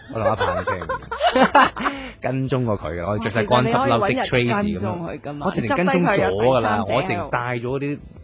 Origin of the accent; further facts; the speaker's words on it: China; 因為我哋中國人都幾千年前我哋都計到啲咩星嗰啲嘅。